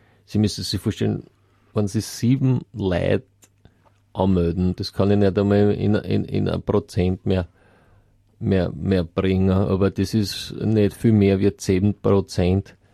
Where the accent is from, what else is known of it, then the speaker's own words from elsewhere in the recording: Austria; vielleicht nicht bei uns in Österreich